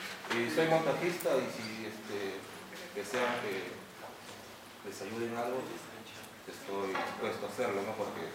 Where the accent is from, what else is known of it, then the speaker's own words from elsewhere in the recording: Trujillo, La Libertad, Peru; soy de Trujillo.